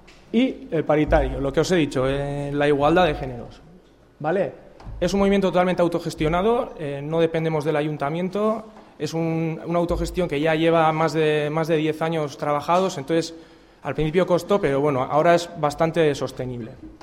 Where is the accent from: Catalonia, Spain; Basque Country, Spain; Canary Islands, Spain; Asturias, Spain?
Basque Country, Spain; San Sebastián; Y venimos de Donosti